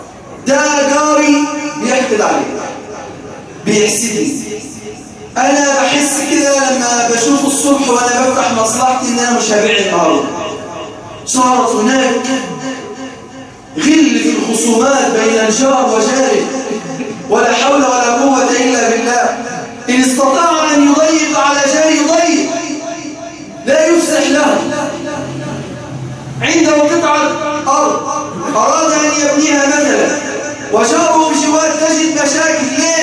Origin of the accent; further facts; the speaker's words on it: Egypt; اللهم اجعل بلدنا مصر سخاء وقهرا